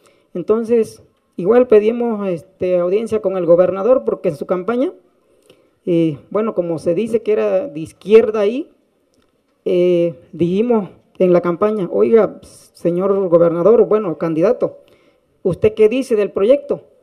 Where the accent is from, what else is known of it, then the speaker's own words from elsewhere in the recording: Tataltepec, Oaxaca, Mexico; Cada comunidad agraria, en el caso de Tataltepec, de donde yo vengo representando, se hizo una asamblea general, porque allá así se hace